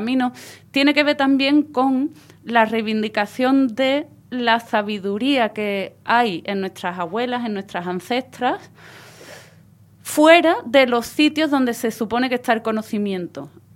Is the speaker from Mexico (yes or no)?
no; Ayamonte, Andalusia, Spain; yo soy de la Isla Canela, de la aldea de Punta del Mora, en la Isla Canela, en Ayamonte, en la frontera con Portugal.